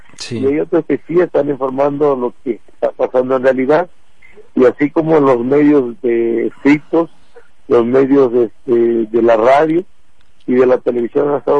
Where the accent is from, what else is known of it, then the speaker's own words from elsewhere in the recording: Mexico; como mexicanos tenemos derecho a libre tránsito por todo nuestro país